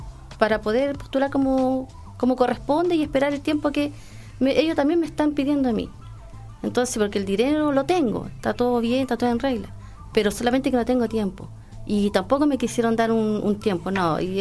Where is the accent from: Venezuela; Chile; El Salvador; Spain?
Chile; Somos todos ciudadanos, somos todos chilenos.